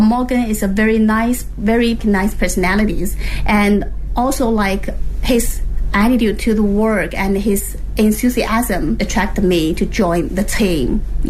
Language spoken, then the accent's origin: English; Anhui, China; I'm generally come from Anhui province. It's in some central part of China.